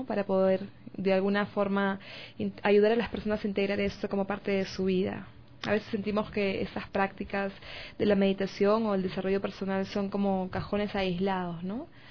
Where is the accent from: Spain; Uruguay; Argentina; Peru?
Peru; Sí, soy peruana